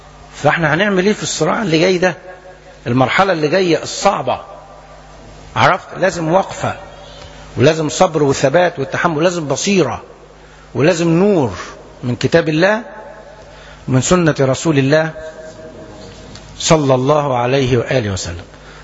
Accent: Egypt; انا اتكلم عن بلدنا مصر

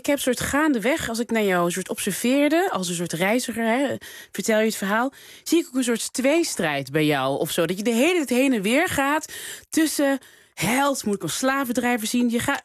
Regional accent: Morocco; Als Marokkaan vind je dat natuurlijk leuk.

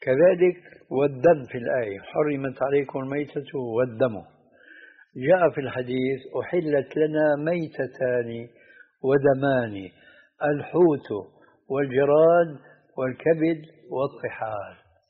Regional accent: Syria; هذه عندنا في الشام تسمى بالصاية

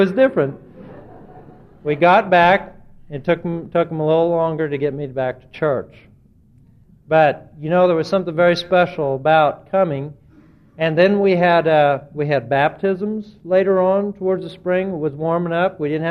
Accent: California, United States; Now, I was from California, so I had my windbreaker and my dress shoes

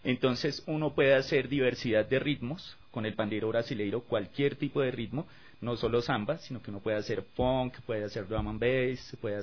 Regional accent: Bogotá, Colombia; born there; Yo nací en Bogotá, en un barrio popular que se llama Las Cruces.

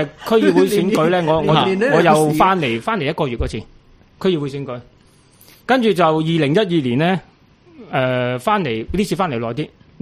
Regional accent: Yuen Long, New Territories, Hong Kong; 唔系我哋本身细细个喺元朗住咧，十零岁已经喺啲社团嗰度行嚟行去噶啦

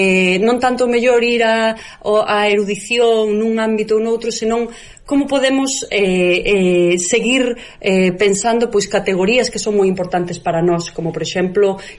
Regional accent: Galicia, Spain; Esa idea de como somos os galegos, non?

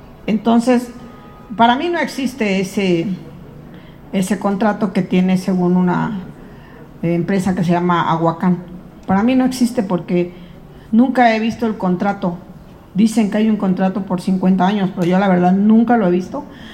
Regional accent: Quintana Roo, Mexico; venimos del estado de Quintana Roo

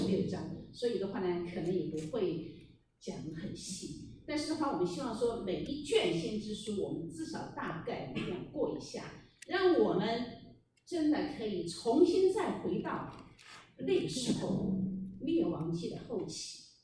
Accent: Sichuan, China; 就好像我们是中国人啊，我是四川人来到了这个地方

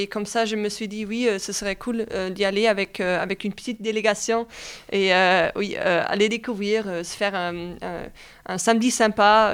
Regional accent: central Germany, Germany; now in Fribourg, Switzerland; Non, pas du tout. En fait, je viens plutôt du milieu de l'Allemagne. Alors Fribourg, c'est plus loin de chez moi, d'ici.

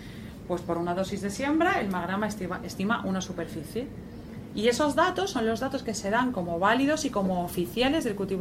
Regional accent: Valencia, Valencian Community, Spain; Yo soy de Valencia

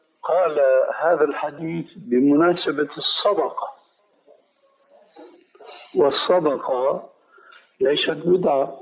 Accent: Albania; Arabic is a second language; أنا ألماني صحيح بتكلم اللغة العربية وهذا من فضل الله عليّ، لكن أنا ألباني.

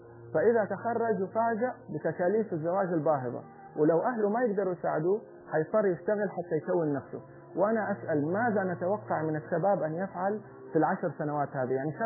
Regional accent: Saudi Arabia; في عادة كانت جميلة عندنا في السعودية

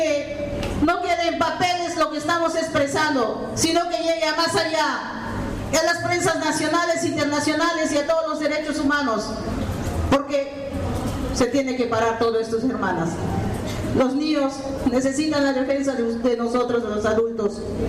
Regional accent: Peru; los pueblos originarios Awajún, Huampis también somos peruanos, somos humanos, somos cristianos, tenemos sangre roja.

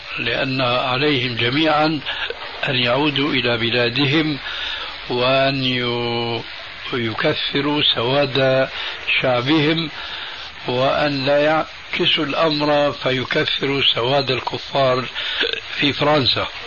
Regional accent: Syria; عندنا بسوريا من زمان

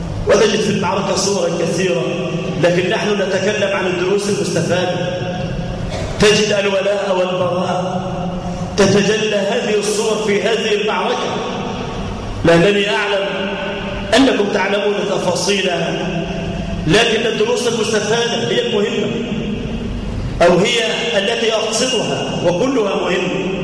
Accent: Egypt; لا سيما في بلادنا مصر

